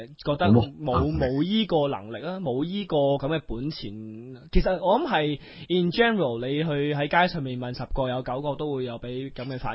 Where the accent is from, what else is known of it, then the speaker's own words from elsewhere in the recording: China; 我喺大陆咧就睇过好多城市，见到祖国非常之繁荣，我好欣慰，我觉得自己好自豪，作为一个中国人